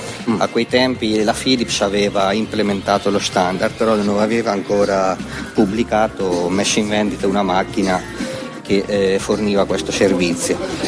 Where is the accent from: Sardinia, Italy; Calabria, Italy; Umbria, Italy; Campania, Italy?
Umbria, Italy; Città di Castello; Città di Castello, provincia di Perugia.